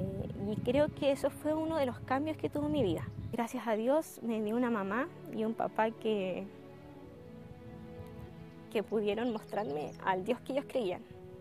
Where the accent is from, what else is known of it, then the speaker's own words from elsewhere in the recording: Chiloé, Los Lagos, Chile; also born or lived in Valdivia; soy de la isla Grande de Chiloé, de la parte sur austral de Chile. Yo nací en Valdivia, me cambié a los 5 años a vivir a Chiloé. Mis papás son adventistas desde hace mucho y yo fui también adventista desde muy pequeña